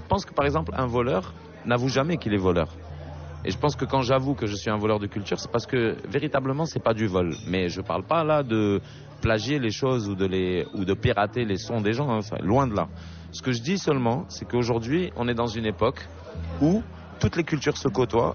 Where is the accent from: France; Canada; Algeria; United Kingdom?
Algeria; Algiers, Algiers Province; quand j'étais à Alger, parce que j'ai grandi à Alger